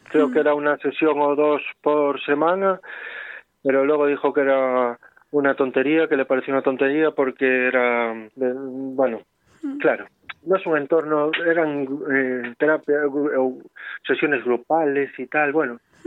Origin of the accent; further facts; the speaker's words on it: Zamora, Castile and León, Spain; born there; also born or lived in Salamanca; Yo nací en Zamora, pero residí en Salamanca.